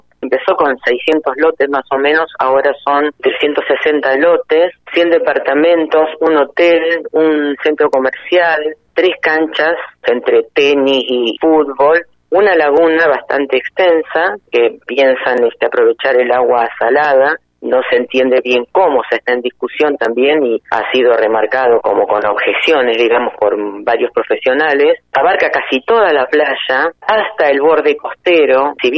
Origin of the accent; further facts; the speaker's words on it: Comodoro Rivadavia, Chubut, Argentina; soy de Comodoro Rivadavia